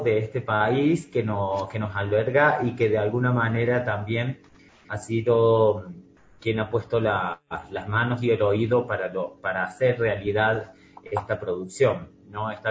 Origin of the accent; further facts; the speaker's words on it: Córdoba, Argentina; Los tres músicos que interpretamos somos argentinos. Y no de Buenos Aires solamente, sino de distintas provincias. Yo soy de Córdoba